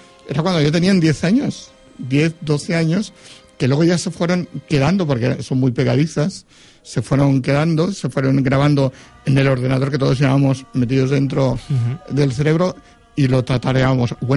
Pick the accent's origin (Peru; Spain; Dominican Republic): Spain; Foios, Valencian Community; Y nos lo alquilaba en mi pueblo, yo soy de Foyos